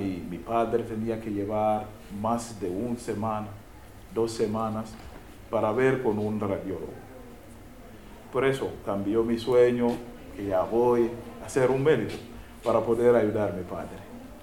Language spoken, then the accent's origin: Spanish; Uganda; Spanish is a second language; also born or lived in Mumbai, India; Vengo de Uganda. Es en el este de África.